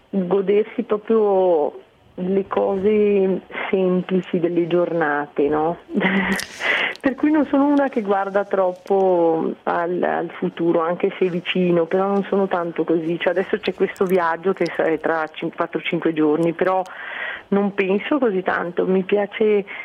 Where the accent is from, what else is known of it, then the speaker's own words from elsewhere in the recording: Santa Caterina Valfurva, Lombardy, Italy; born there; Santa Caterina, mio paese, dove sono nata